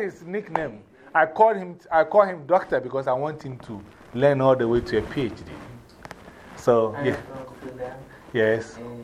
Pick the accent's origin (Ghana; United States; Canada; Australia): Ghana; I'm originally from Ghana, West Africa.